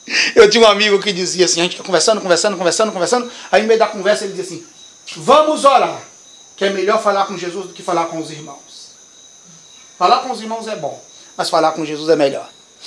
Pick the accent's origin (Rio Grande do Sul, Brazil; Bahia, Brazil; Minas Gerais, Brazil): Bahia, Brazil; Salvador; E nós somos de Salvador. E nós não conhecemos a história daqui.